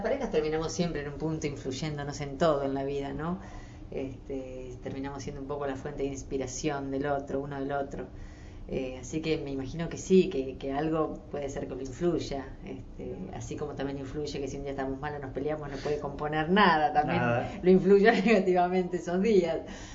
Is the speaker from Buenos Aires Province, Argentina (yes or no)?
yes; Buenos Aires Province, Argentina; Sí, al sur de la provincia de Buenos Aires, unos 80 kilómetros de capital.